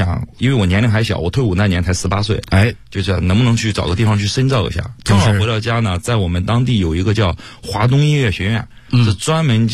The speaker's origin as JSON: {"language": "Chinese", "region": "northern China", "country": "China", "said": "因为我们是北方人嘛，"}